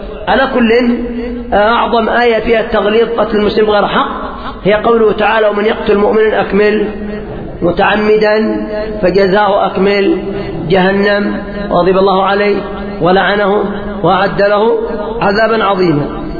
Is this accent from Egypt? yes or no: no; Yemen; خصوصا عندنا في اليمن